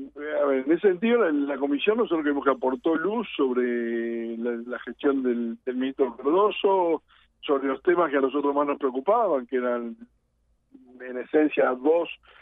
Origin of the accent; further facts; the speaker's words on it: Montevideo, Uruguay; soy que uno de Montevideo